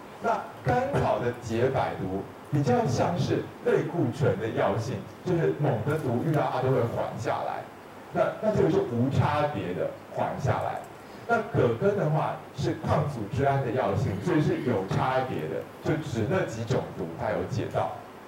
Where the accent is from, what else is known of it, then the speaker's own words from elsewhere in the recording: China; 当然我们中国人会认为酒是湿热之气，